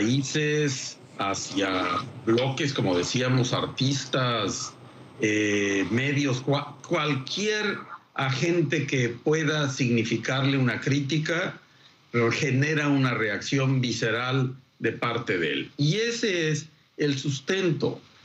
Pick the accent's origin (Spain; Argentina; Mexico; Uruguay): Mexico; Y los culpables somos los mexicanos